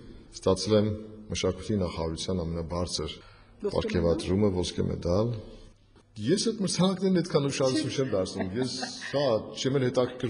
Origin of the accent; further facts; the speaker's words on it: Gyumri, Shirak, Armenia; moved away as an adult; now in Yerevan, Armenia; ես գյումրեցի եմ, աշխատել եմ Գյումրիի թատրոնում, հետո տեղափոխվել եմ Երևան համազգային թատրոն։